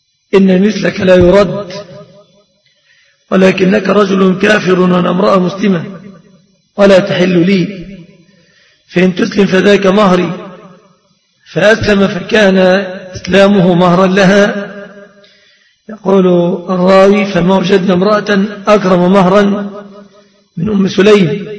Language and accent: Arabic; Egypt; في الصداق في بلادنا مصر في الغالب متمثل في ثلاثة أشياء